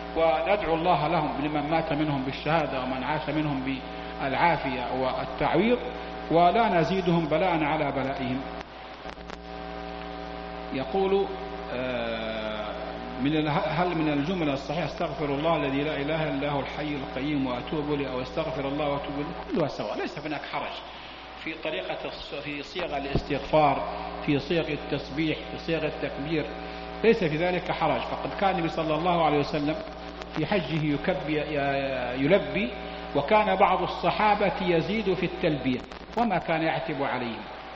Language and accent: Arabic; Mecca, Makkah Province, Saudi Arabia; مكة عندنا في مكة نفس الشيء، تأتي السيول ونحن نغرق في شبر ماء